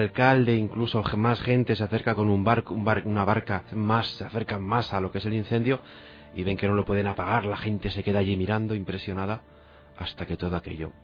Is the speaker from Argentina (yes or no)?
no; Santander, Cantabria, Spain; Yo soy cántabro, soy santanderino